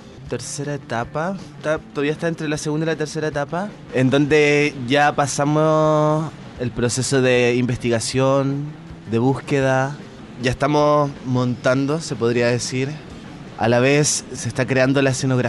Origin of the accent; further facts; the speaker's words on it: San Fernando, O'Higgins, Chile; now in Valdivia, Chile; De la sexta región originariamente.